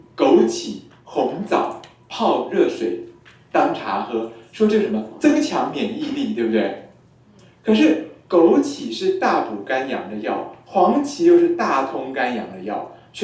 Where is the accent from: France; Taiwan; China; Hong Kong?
Taiwan; 就我们台湾人用科学中药啊，那克数就可以更低